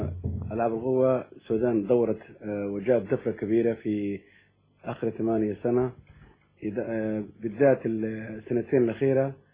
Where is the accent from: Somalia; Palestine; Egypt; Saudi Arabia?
Somalia; also born or lived in United States; now in United Kingdom; انا كنت اولا عشت في امريكا 20 سنة. انا اصلي صومالي مجنس بريطاني ودرست في امريكا